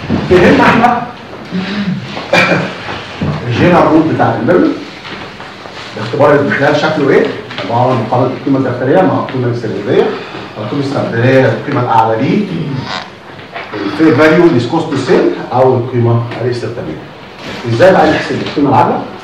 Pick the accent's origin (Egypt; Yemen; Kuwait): Egypt; مشكلتنا ان احنا كمصريين في اي حاجه جديده بنحب نقفل عليها